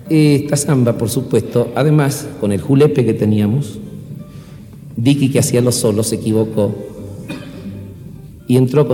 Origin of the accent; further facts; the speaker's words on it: Salta, Argentina; y seguimos siendo así tal cual salimos de Salta.